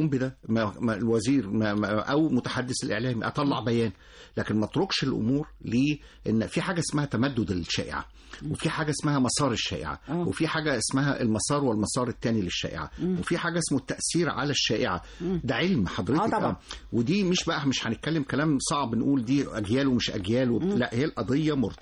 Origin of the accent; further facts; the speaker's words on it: Egypt; بس احنا طولنا قوي فيها كمصريين يعني.